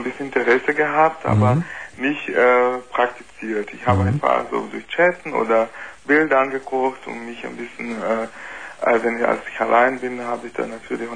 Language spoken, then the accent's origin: German; Brazil; German is a second language; now in Germany; Nee, ich bin kein Deutscher. Sondern? Brasilianer?